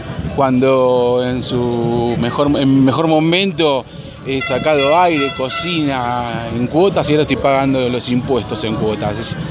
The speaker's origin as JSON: {"language": "Spanish", "region": "Buenos Aires", "country": "Argentina", "said": "vengo de Buenos Aires. Y la sigo a todos lados."}